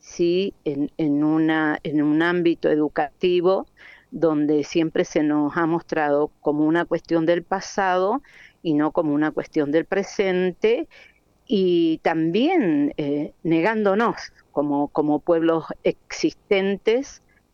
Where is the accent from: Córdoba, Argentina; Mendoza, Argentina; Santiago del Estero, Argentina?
Mendoza, Argentina; buscando qué nombre ponerle a ese dúo que de alguna manera nos identificara como mendocinos